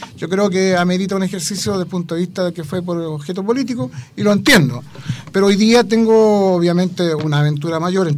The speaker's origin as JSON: {"language": "Spanish", "town": "Talcahuano", "region": "Biobío", "country": "Chile", "tie": "born or raised there", "said": "Nacido y criado en Talcahuano."}